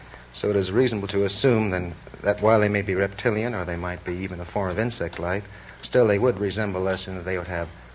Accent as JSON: {"language": "English", "town": "New York City", "region": "New York", "country": "United States", "said": "New York City."}